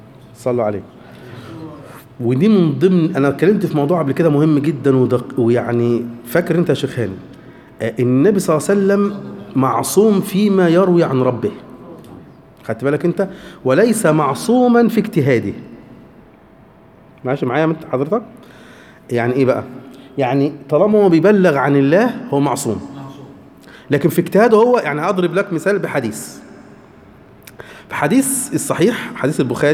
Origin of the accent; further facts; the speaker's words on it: Egypt; هو على فكرة حيوان مش موجود عندنا في مصر